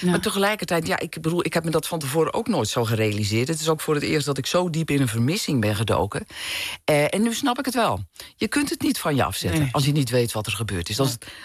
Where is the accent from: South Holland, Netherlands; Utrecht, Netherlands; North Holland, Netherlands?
North Holland, Netherlands; ik kom zelf ook uit een wat kleiner dorp, in Noord-Holland, waar ik ben opgegroeid.